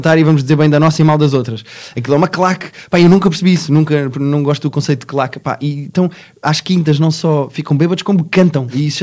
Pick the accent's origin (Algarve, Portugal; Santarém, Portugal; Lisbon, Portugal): Lisbon, Portugal; mas eu, como sou lisboeta, como gosto muito de Lisboa